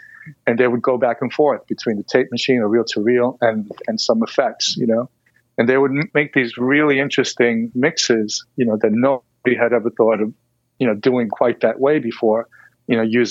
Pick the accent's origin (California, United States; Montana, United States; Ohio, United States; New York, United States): New York, United States; listen, I'm from New York. I'm a DJ.